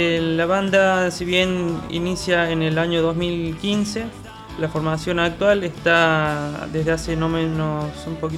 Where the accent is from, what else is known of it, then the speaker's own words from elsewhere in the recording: Jesús María, Córdoba, Argentina; es una banda del norte de Córdoba, somos de Jesús María.